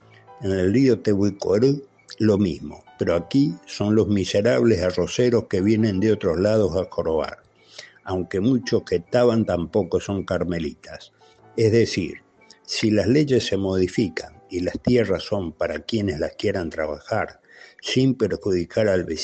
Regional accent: Paraguay; los paraguayos cada vez somos más en el exterior que los que quedan

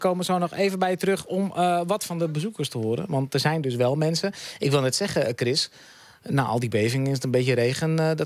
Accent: Groningen, Netherlands; Ik kom uit Groningen stad.

